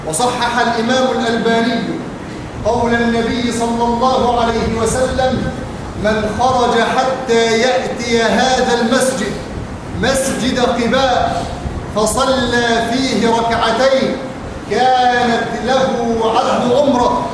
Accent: Egypt; اللهم اجعل بلادنا مصر آمنة مطمئنة سخاء رخاء

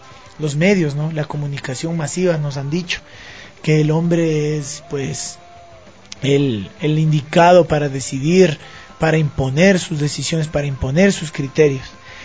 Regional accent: Quito, Pichincha, Ecuador; also born or lived in Ibarra; Soy de Ibarra, pero vivo en Quito desde pequeño. Tengo 27 años

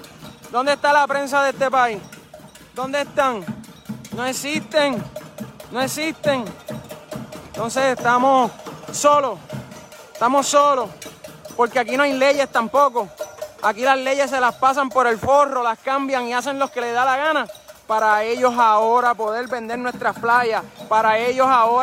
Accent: Puerto Rico; todos nosotros somos puertorriqueños por igual.

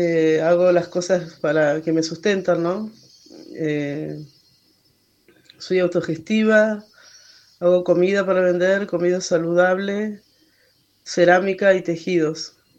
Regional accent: Santa Cruz, Argentina; also born or lived in Esquel; now in Caleta Olivia, Argentina; soy Mapuche Somó. Nací en Esquel. Toda mi familia es de Esquel, pero bueno, nos tocó criarnos en Santa Cruz, en un pueblito. Ahora vivo en Caleta Olivia con mis 4 hijos.

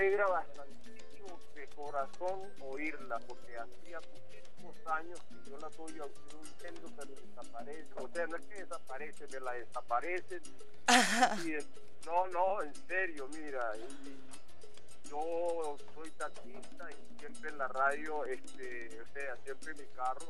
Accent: Venezuela; se lo digo como venezolano. Usted va a la casa donde yo nací y esa casa me la dejó mi tatarabuelo. ¿Soy o no soy venezolano?

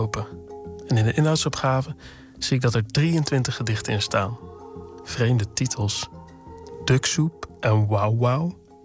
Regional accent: Sprang-Capelle, North Brabant, Netherlands; Ik groeide op in Brabant, in het dorp Sprangkapelle. Het dorp naast het dorp van de Efteling.

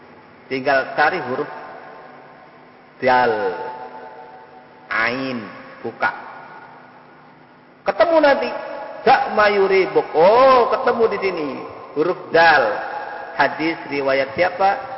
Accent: Java, Indonesia; kita sebagai orang Jawa, tidak mungkin langsung memahami, wong itu bahasa Arab.

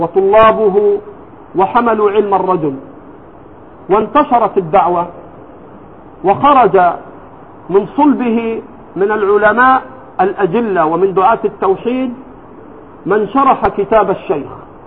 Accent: Egypt; لكن عندنا في مصر الآن

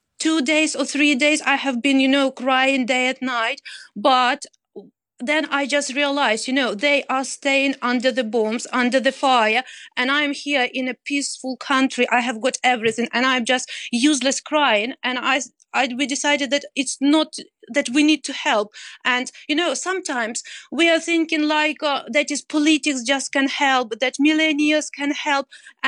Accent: Zhytomyr, Zhytomyr Oblast, Ukraine; moved away as an adult; now in United Kingdom; As you mentioned, I came from Zhytomyr, and just a couple of days ago, our town was ruined as well by the air.

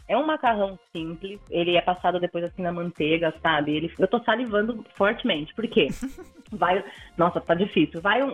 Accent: Japan; moved away as an adult; Eu cresci no Japão, vivi 20 anos lá.

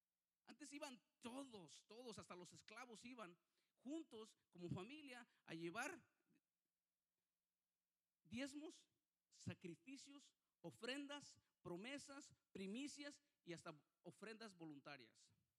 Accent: Guadalajara, Jalisco, Mexico; para llegar a Guadalajara, de donde yo soy del estado de Jalisco

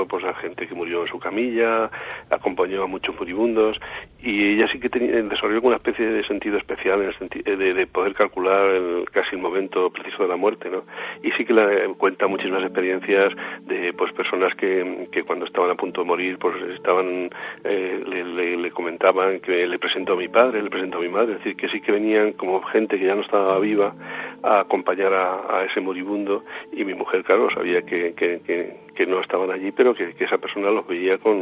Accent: Alarcón, Castilla-La Mancha, Spain; el pantano de mi pueblo, el pantano de Alarcón

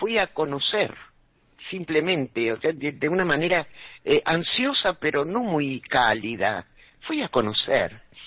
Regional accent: Argentina; fui como una argentina más. Y al llegar a España, al pueblo de mamá

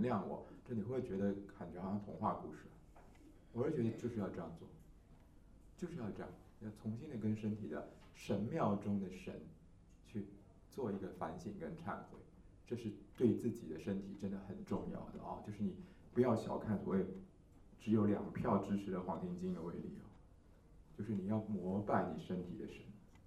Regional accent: Taiwan; 所以我们台湾人的死亡的首位是大肠癌

